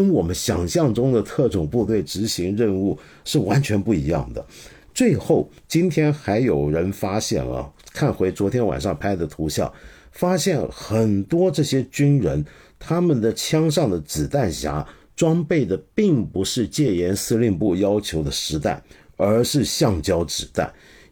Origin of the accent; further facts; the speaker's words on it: Hong Kong; 基本上就是我们香港话讲，广东人讲的话叫做黑州